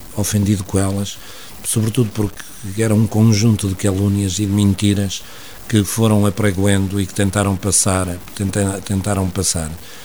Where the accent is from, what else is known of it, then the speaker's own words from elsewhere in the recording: Portugal; now in Oliveira, Portugal; acabei na minha terra, penso que por volta das 2:30 da manhã, no Erdal, eu vivo hoje em Oliveira